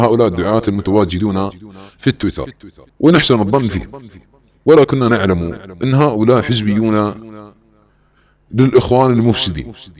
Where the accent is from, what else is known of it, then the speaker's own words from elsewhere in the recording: Saudi Arabia; بلادنا السعودية تتعاون مع تركيا عسكريا وأمنيا